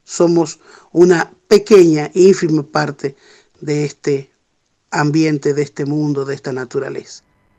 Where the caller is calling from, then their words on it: Andalgalá, Catamarca, Argentina; Bueno, un abrazo auditivo desde aquí, desde Andalgalá. … de la Asamblea del Algarrobo